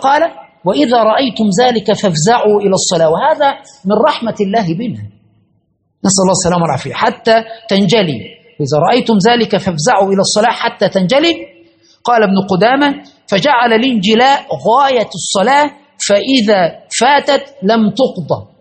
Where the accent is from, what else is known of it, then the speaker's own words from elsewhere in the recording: Egypt; وحدث في عندنا في مصر في بداية التسعينات